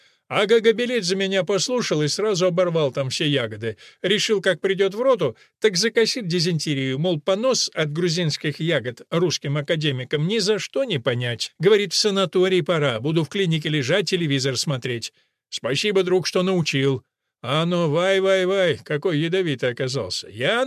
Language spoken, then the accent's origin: Russian; Karachayevsk, Karachay-Cherkessia, Russia; Кстати, я сам родом с Кавказа, правда, с Северного. Местную природу худо-бедно помню. Еще мальцами мы лазили на Шаанинскую скалу, что нависает над Карачаевском, маленьким городком в истоках Кубани.